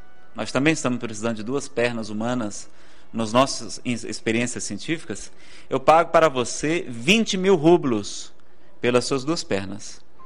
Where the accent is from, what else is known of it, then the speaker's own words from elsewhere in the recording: Ceará, Brazil; Eu que sou do Ceará, então, vai ser difícil ficar bonito, não é?